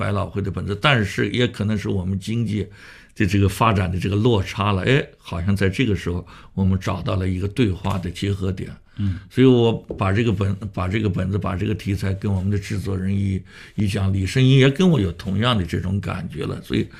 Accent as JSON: {"language": "Chinese", "region": "Shanghai", "country": "China", "said": "我发现北京人也做过我们上海人的戏啊"}